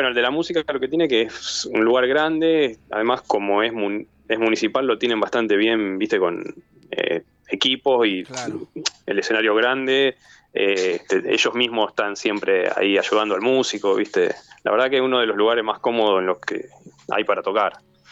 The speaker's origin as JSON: {"language": "Spanish", "town": "Rosario", "region": "Santa Fe", "country": "Argentina", "said": "nosotros somos todos de Rosario"}